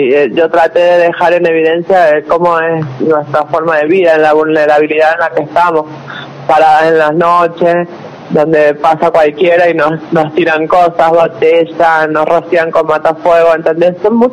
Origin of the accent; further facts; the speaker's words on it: San Juan, Argentina; yo soy oriunda de San Juan, ella de Villa Mercedes